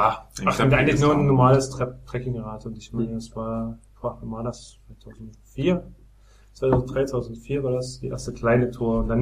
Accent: Bautzen, Saxony, Germany; Also meine erste wirklich kurze Reise hat begonnen mal in meiner Heimatstadt Bautzen. Also da komme ich her aus

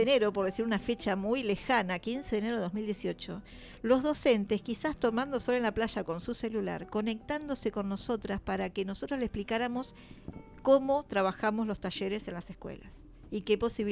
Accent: La Plata, Buenos Aires Province, Argentina; O sea, yo soy de Alto de San Lorenzo también.

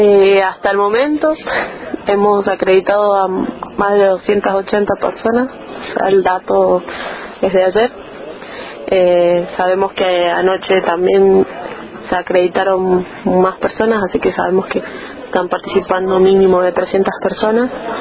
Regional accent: Lavalle, Mendoza, Argentina; de La Valle, Mendoza. Pertenezco a la radio comunitaria La Pujante, que funciona en el día 93.3. Somos de un pueblo que se sitúa a 40 kilómetros de la ciudad

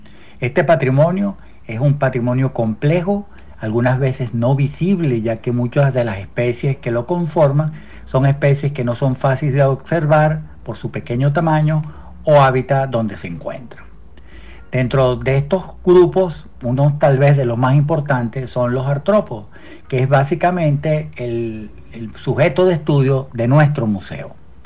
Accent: Venezuela; como ciudadanos venezolanos nosotros debemos siempre ayudar

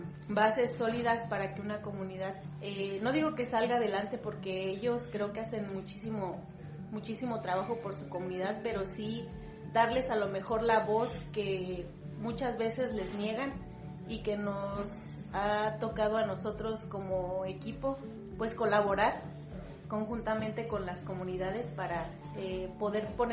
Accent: Pátzcuaro, Michoacán, Mexico; soy de aquí de Pátzcuaro, Michoacán

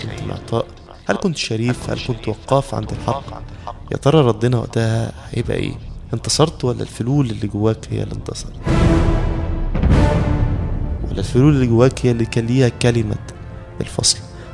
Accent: Egypt; بدأنا نتشكك كمصريين في قدرتنا في التغلب على الأزمة

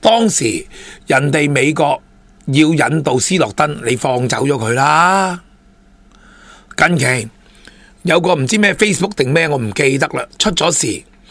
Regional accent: Hong Kong; 我哋香港人仲有意志力同你

